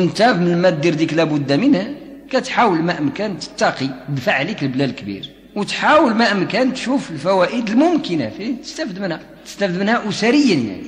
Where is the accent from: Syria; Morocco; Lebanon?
Morocco; دارجتنا في المغرب افصح من المصريه، غير حنا عندنا مشكله ان المغاربه ما عندهمش مخارج الحروف مزيانه